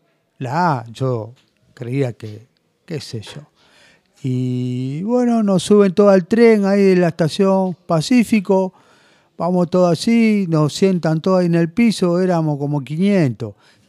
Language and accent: Spanish; Buenos Aires, Argentina; Yo soy de acá de Capital